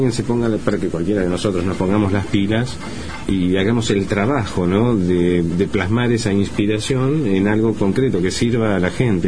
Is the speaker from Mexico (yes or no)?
no; Argentina; Nunca me acuerdo que soy argentino.